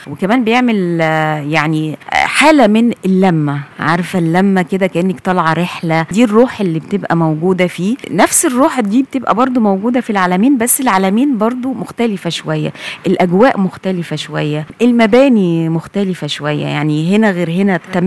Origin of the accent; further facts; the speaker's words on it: Egypt; يعني احنا نفخر اننا مصريين